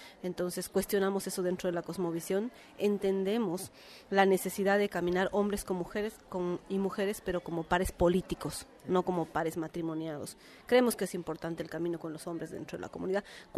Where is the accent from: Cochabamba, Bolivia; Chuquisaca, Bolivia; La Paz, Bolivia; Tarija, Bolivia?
La Paz, Bolivia; Yo soy de La Paz, de Bolivia, soy aymara